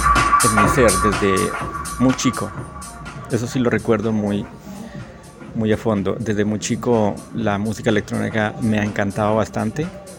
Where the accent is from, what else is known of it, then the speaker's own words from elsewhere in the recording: La Cruz, Nariño, Colombia; Yo soy de Nariño, un pueblito que queda al suroccidente de Nariño. Se llama La Cruz Nariño. Hace alrededor de unos 17, 18 años, pues llegué aquí al departamento del Putumayo.